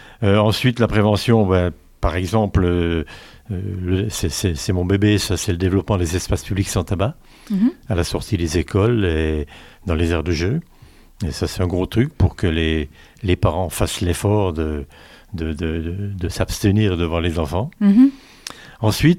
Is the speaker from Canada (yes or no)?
no; Cornimont, Grand Est, France; je viens de Cornimont.